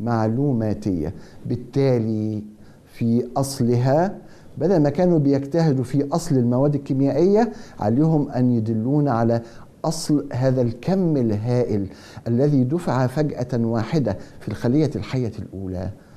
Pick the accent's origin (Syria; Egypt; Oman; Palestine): Egypt; وإحنا كمصريين